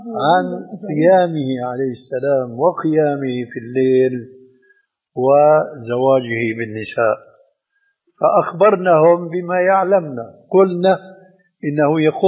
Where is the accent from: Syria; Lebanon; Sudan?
Syria; عندنا في الشام يسمى المقدم بالتذكير، ويقلب الذال إلى دال بيقول التذكير.